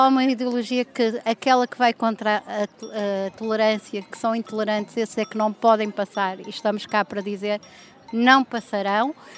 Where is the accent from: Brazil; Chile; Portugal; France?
Portugal; Braga; Eu venho de Braga, sou do núcleo antifascista de Braga